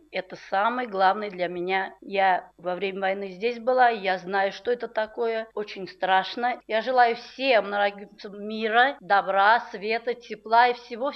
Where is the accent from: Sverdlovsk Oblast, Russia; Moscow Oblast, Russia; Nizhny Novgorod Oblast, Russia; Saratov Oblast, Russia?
Saratov Oblast, Russia; born there; Родилась в Саратовской области, в семье хороших людей.